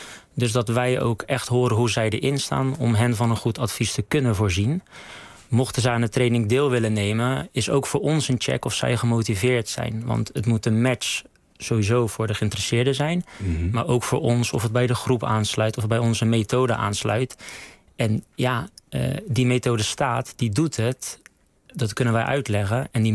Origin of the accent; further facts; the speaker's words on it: Rotterdam, South Holland, Netherlands; ik kom uit Rotterdam. Ja. Ik ben voor Feyenoord.